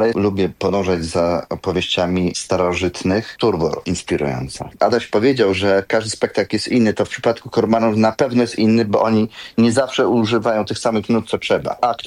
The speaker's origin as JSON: {"language": "Polish", "town": "Wrocław", "region": "Lower Silesian Voivodeship", "country": "Poland", "said": "bo ja jestem z Wrocławia."}